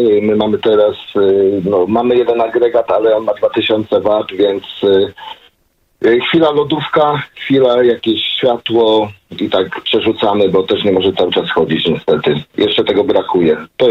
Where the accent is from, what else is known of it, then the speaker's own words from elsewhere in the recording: Stary Gierałtów, Lower Silesian Voivodeship, Poland; now in United Kingdom; Stary Gierałtów to moja rodzinna miejscowość.